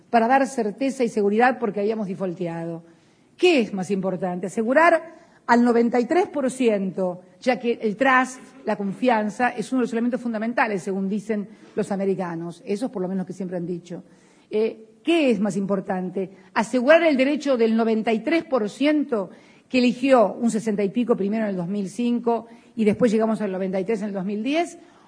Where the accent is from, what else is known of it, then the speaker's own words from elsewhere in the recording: Argentina; Soy morocha argentina. Soy morocha argentina. Orgullosamente morocha. Orgullosamente morocha y argentina.